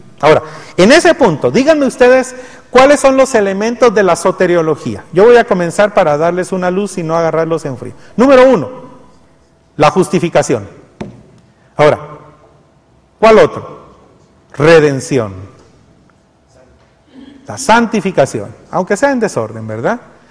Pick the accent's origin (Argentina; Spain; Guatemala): Guatemala; Y cuando no se frustraron con nosotros en algún momento, lo que hicieron fue abandonarnos y decir, es que los guatemaltecos, ¿no? Y desconfiar de nosot